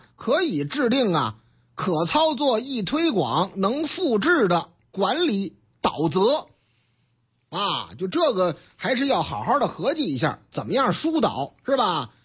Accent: Beijing, China; 白塔寺啊，我老家啊还离着有一段呢，哈哈，西四那边嘛，白塔寺嘛是吧

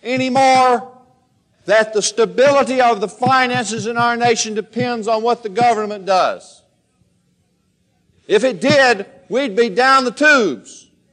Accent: Bible Belt, United States; See, I grew up in the Bible Belt. That's why I didn't believe.

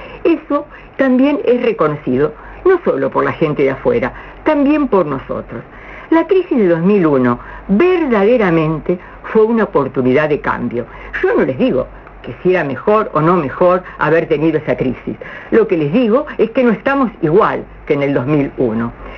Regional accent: Argentina; Les digo, como argentinos, la experiencia que tenemos en crisis parece ser que somos conocidos internacionalmente.

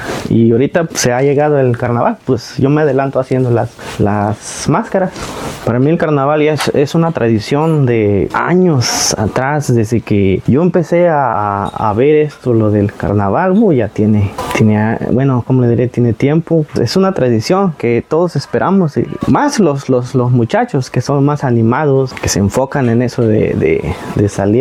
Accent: Tlahuiltepa, Hidalgo, Mexico; soy originario aquí de Barrio Abajo

